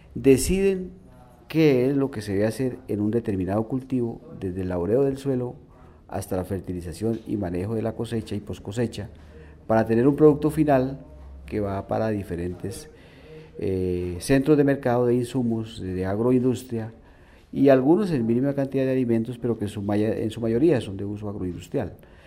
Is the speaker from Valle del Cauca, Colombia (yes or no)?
no; Santander, Colombia; soy santandereano.